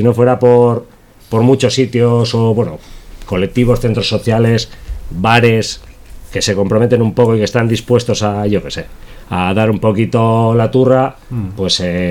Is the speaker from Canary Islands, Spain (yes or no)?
no; Basauri, Basque Country, Spain; O sea, nosotros somos de Basauri.